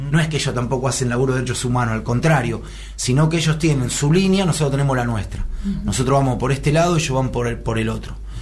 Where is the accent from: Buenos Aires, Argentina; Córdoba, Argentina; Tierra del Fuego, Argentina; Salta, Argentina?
Buenos Aires, Argentina; born there; porque nací en la Paternal